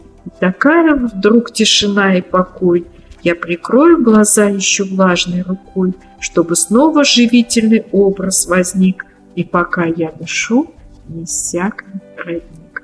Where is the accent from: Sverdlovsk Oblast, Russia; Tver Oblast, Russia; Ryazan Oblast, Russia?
Ryazan Oblast, Russia; так как я из Рязанской области.